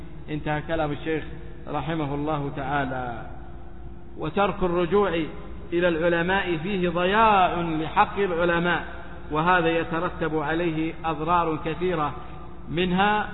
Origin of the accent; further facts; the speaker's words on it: Saudi Arabia; ثم قامت فخرجت في بلادنا السعودية وغيرها